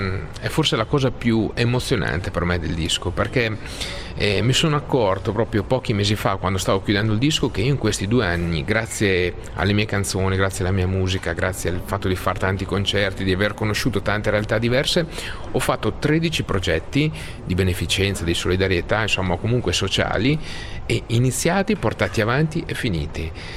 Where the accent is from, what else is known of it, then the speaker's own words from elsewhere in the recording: Emilia-Romagna, Italy; forse da buon emiliano cerco di vedere sempre le cose positive, no?